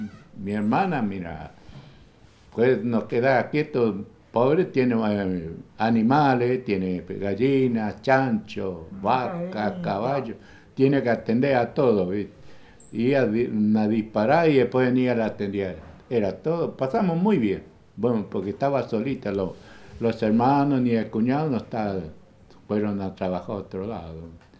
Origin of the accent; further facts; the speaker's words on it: Itá Ibaté, Corrientes, Argentina; fuimos unas vacaciones a Corrientes, mi pueblo Itaibaté Corrientes